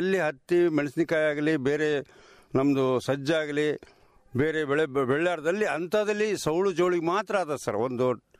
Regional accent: Masarakal, Karnataka, India; ನಮ್ ಮಸರಕಲ್ ಗ್ರಾಮದಲ್ಲಿ 6 ವಾರ್ಡ್ಗಳು ಸರ್.

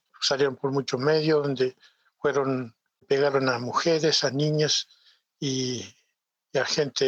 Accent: Villa Nahueve, Neuquén, Argentina; Sí, buenas tardes. Soy de Villanahueve.

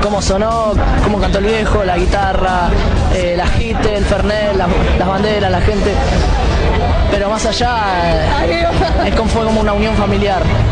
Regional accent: Buenos Aires, Argentina; soy de Villa Lugano

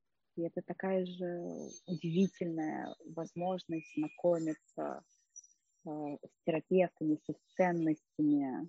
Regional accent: Saint Petersburg, Russia; Это какой-то мир, когда вот там ходила все детство в Эрмитаж, да, а сейчас я думала, ну да, вот сначала был очень интересен этот египетский зал.

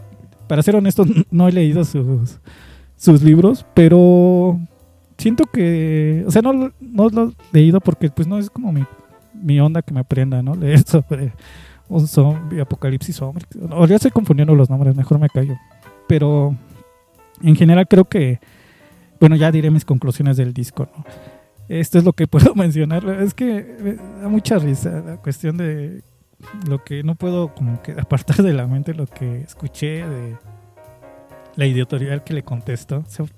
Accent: Mexico; no quiero sonar mal pedo, pero como mexicana, ¿no?

